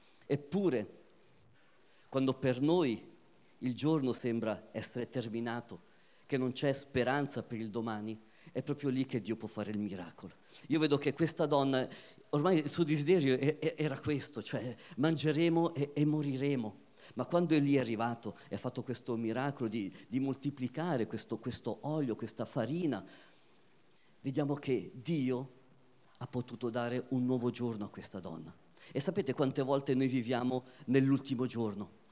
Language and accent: Italian; Switzerland; mio padre è di Matera, originario di Matera, mia mamma è di Catania, però io sono nato e vissuto in Svizzera e l'Italia comunque l'ho nel cuore